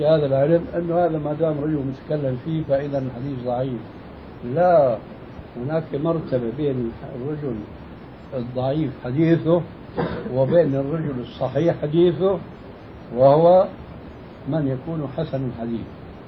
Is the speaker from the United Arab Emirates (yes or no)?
no; Syria; وهذا كانوا إلى أهل قريب عندنا في سوريا يمتطيه طبقة معينة من الناس